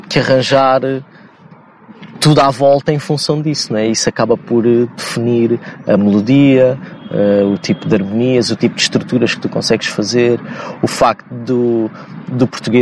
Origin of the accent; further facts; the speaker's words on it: Lisbon, Portugal; accent: Lisbon suburban; com a nossa pronúncia que, e com a pronúncia de um lisboeta do subúrbio em que na prática falamos pá, praticamente só com consoantes